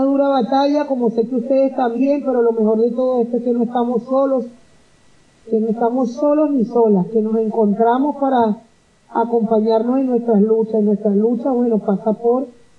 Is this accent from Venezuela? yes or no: yes; Venezuela; Y en el caso nuestro, como venezolanas y venezolanos, bueno, nuestra hermosa patria